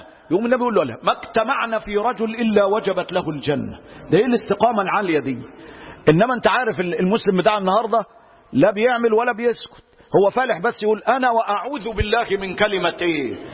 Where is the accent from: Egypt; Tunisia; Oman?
Egypt; ده احنا عندنا في مصر يقول لك يا روح ما بعدك ايه